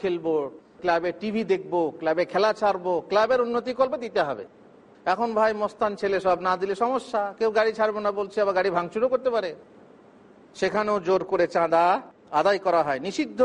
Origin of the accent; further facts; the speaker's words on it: Bardhaman, West Bengal, India; কোথায়? আমার এলাকা বর্ধমানে।